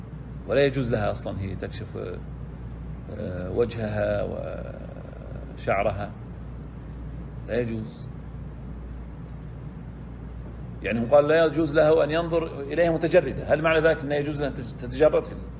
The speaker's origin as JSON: {"language": "Arabic", "country": "Saudi Arabia", "said": "وأما في عندنا في السعودية طبعا، وأما برا السعودية"}